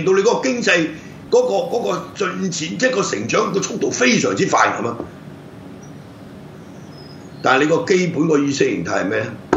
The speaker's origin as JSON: {"language": "Cantonese", "region": "Guangdong", "country": "China", "said": "即係我哋廣東人啦，係咪"}